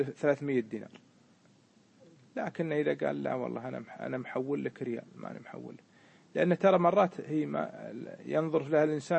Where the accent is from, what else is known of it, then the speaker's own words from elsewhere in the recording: Kuwait; مثل ما حصل عندنا في الكويت قبل الغزو